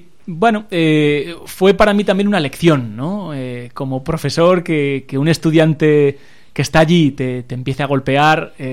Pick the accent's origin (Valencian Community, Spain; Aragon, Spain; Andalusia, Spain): Aragon, Spain; Y como aragonés, pues aún me tocó más todavía, ¿no?